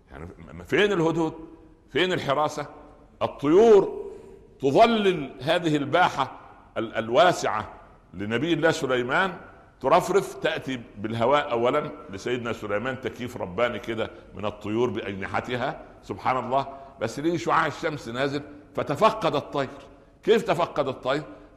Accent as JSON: {"language": "Arabic", "region": "Upper Egypt", "country": "Egypt", "said": "ها عندنا في الصعيد يقولوا ايه؟"}